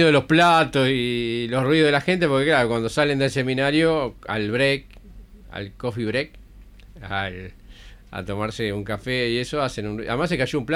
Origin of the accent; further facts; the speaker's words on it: Uruguay; lo conservadores como que somos los uruguayos